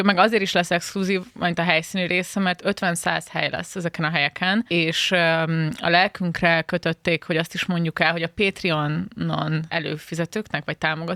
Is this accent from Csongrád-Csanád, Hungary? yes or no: yes; Szeged, Csongrád-Csanád, Hungary; born there; Na, hát szülővárosom, úgyhogy csodálatos lesz.